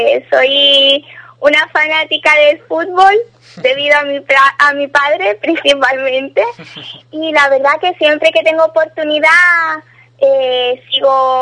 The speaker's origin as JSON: {"language": "Spanish", "town": "Ubrique", "region": "Andalusia", "country": "Spain", "accent": "Ubrique", "lives_now": "Italy", "said": "Después, en solo dos días, me vuelve mi acento ubriqueño y vuelvo a hablar con el hijo y todas esas cosas."}